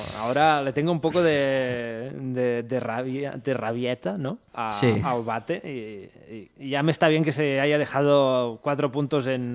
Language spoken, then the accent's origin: Spanish; Barcelona, Catalonia, Spain; Que soy de Barcelona, tío.